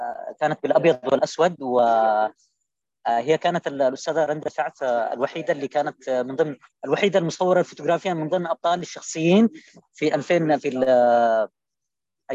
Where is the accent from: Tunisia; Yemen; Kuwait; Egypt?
Yemen; moved away as an adult; انا طلعت من اليمن، انا لم يعد لدي من اليمن الا هذه الصور